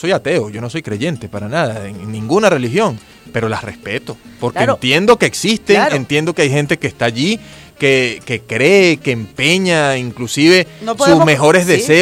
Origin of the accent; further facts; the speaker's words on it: Caracas, Capital District, Venezuela; como caraqueño, nacido en esta hermosa ciudad